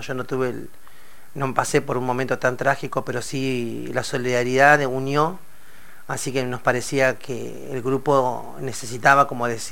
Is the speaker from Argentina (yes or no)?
yes; Sierra Grande, Río Negro, Argentina; moved away as an adult; yo vengo de la Patagonia, de Sierra Grande, Río Negro, 1200 kilómetros, ahí cerquita de la península de Valdés. Un día decidí con 19 años decir, bueno, me voy a la ciudad.